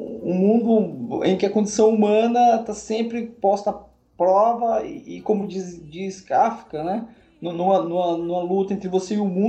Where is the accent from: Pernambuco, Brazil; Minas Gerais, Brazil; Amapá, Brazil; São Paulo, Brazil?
Pernambuco, Brazil; Jaboatão dos Guararapes; born there; eu nasci em Jaboatão dos Guararapes, né?